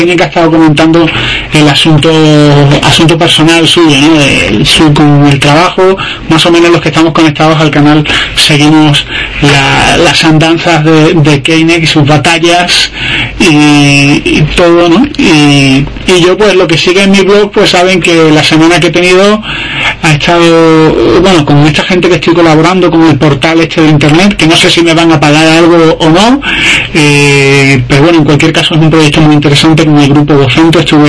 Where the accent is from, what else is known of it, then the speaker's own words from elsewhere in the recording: Spain; iba a echarme la siesta como buen español